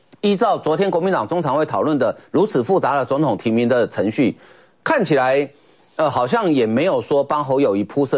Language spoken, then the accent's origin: Chinese; Taiwan; 就我们台湾话常常讲一句话